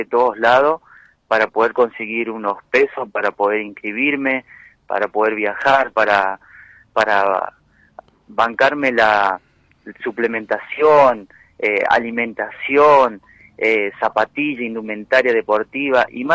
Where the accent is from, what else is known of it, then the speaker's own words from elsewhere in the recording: Argentina; sé cómo es en mi Argentina, lo digo siempre, porque vivo acá, en mi país, y se vive así, ¿viste?